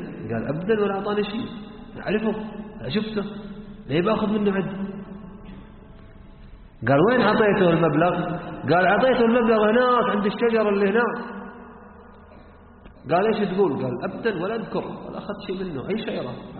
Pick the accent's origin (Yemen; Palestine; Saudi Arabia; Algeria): Yemen; Hadhramaut; احنا عندنا في حضرموت مثل يقول اللي باع جنة